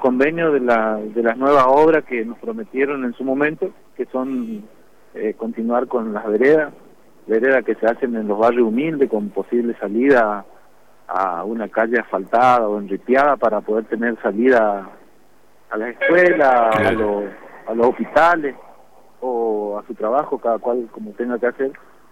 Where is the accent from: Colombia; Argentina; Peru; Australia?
Argentina; Quitilipi, Chaco; Nosotros somos de Quitilipi, estamos a 180 kilómetros de la capital